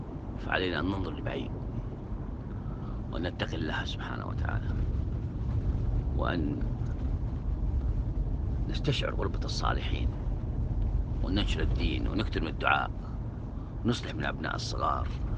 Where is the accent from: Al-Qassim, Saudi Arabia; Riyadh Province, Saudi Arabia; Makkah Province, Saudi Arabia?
Makkah Province, Saudi Arabia; Mecca; فتحوا في مسجد الراجحي عندنا في مكة دورة عن باب المياه